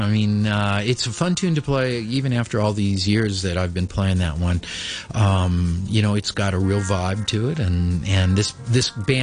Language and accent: English; Missouri, United States; Well, I grew up in Missouri, as I mentioned, in a very small town that was not too far from Kansas City. But the small town thing is a pretty big thing for me, and particularly the Midwestern open spaces thing.